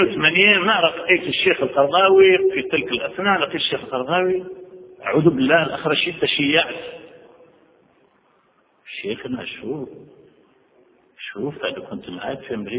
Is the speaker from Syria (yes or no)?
no; Algeria; first language French; Arabic is a second language; now in France; وأنا أعيش في الغرب منذ 37 سنة في فرنسا، وقبل أن آتي إلى فرنسا أنا فرنسي لغة، لأنني تعلمت الفرنسية قبل العربية، لأن في زمان الاستعمار العربية لم تكن تعلم في الجزائر.